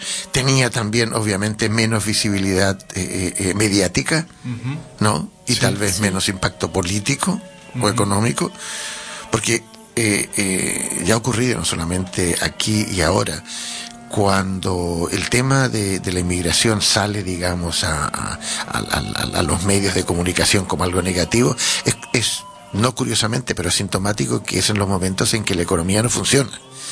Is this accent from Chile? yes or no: yes; Santiago, Santiago Metropolitan, Chile; Es como si yo, que soy chileno, pues de Santiago me fuese a vivir